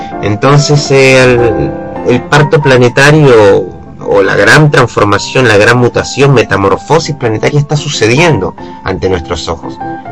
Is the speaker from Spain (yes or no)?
no; Venezuela; moved away; Yo crecí en Venezuela, donde un ambiente totalmente mágico